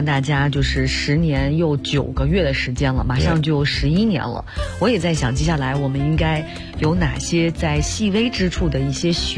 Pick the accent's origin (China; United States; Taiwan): China; Northeast China; 你知道我们东北人管这个就是这个